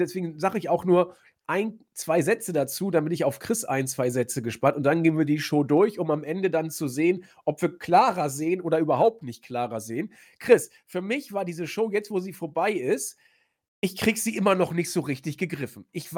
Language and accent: German; Northern Germany, Germany; Also ich komme ja hier aus dem Norden